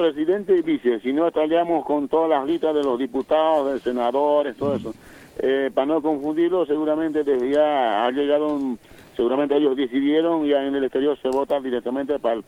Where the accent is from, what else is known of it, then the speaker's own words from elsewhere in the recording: Bolivia; para rescatar muchas cosas, por ejemplo, en este caso nuestra dignidad y nuestra identidad como bolivianos.